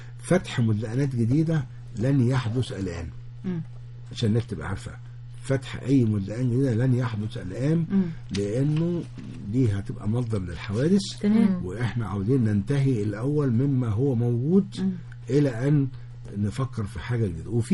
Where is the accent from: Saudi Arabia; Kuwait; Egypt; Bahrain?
Egypt; Alexandria, Alexandria Governorate; وانا نص اسكندراني